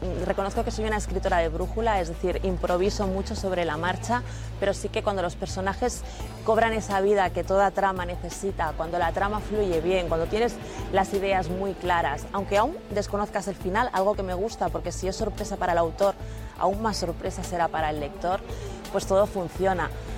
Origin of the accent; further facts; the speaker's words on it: Barcelona, Catalonia, Spain; Yo, como buena barcelonesa que soy, conozco la ciudad como la palma de mi mano